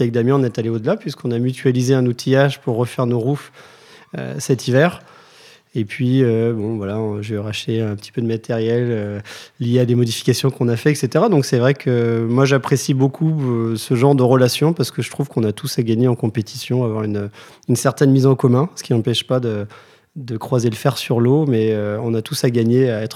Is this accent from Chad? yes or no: no; Lorient, Brittany, France; parce que j'ai grandi à Lorient.